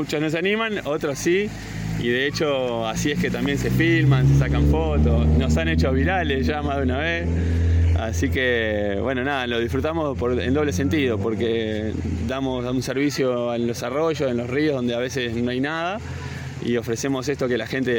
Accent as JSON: {"language": "Spanish", "country": "Uruguay", "moved": "yes", "lives_now": "Córdoba, Argentina", "said": "nosotros venimos de Uruguay, país vecino acá, el paisito para algunos. Y llegamos a Córdoba ya hace un año."}